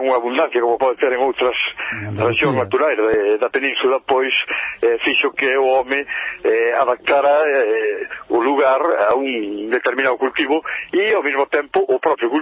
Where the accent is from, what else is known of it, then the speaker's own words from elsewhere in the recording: Galicia, Spain; eu aquí na miña terra temos o que é o mosteiro do Seira, que lle chaman o Escorial galego.